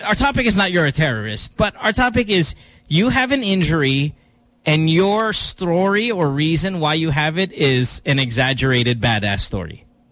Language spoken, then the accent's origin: English; Central Luzon, Philippines; I'm from Bulacan. Oh, I'm from Bukawi.